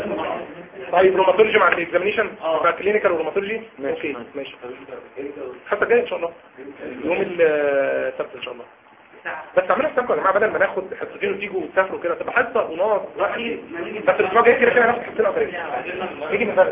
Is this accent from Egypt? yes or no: yes; Upper Egypt, Egypt; انا صعيدي يعني زي عارفين قمه الصبر